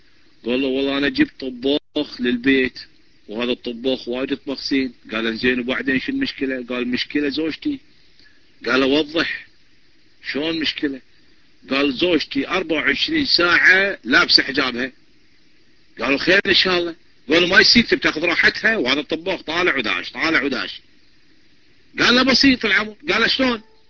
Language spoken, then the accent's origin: Arabic; Kuwait; من الكويت